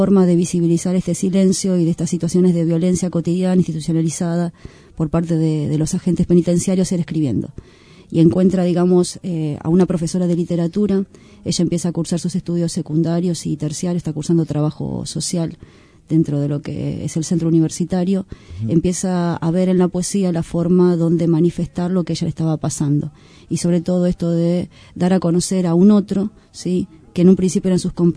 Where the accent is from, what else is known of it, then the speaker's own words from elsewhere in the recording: Paraguay; born there; Nací en Paraguay, pero soy del mundo, al fin y al cabo.